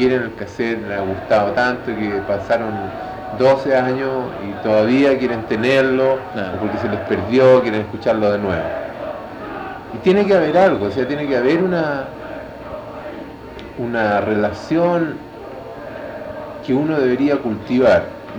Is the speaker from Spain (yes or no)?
no; Chile; De esa picardía del chileno, ¿no? De los choros que somos, los buenos que somos los chilenos.